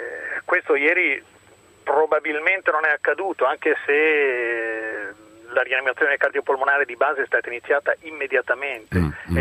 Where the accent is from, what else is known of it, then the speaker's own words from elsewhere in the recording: Milan, Lombardy, Italy; anch'io non sono di Grosseto, sono in viaggio, sono